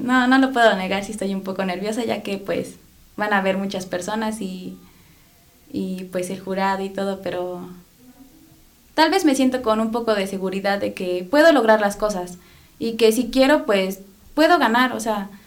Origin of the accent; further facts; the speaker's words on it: Cochiscuatitla, Hidalgo, Mexico; Vengo de un pueblo, bueno, soy de Hidalgo, de un pueblo que se llama Cochiscuatitla, y pues la gente igual hablan náhuatl, es una lengua materna de México.